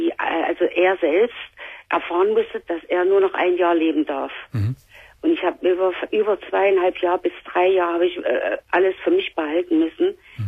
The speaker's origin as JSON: {"language": "German", "region": "East Germany", "country": "Germany", "said": "Und ich komme aus Ostdeutschland"}